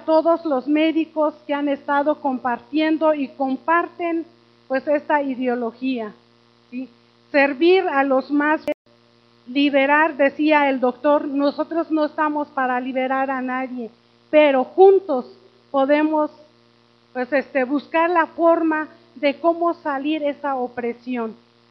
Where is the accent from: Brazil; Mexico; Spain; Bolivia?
Mexico; Oaxaca; soy indígena, aunque soy de la Sierra de Oaxaca, soy indígena también.